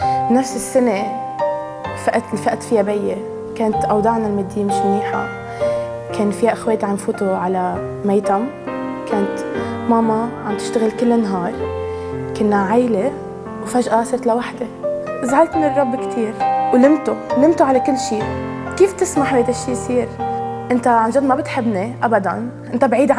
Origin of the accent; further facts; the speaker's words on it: Lebanon; أنا من لبنان عمري 23 سنة